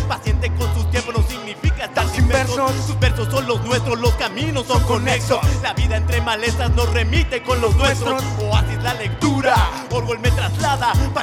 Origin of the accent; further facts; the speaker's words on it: Mexico City, Mexico; Nosotros somos de Casas Alemana, allá del norte.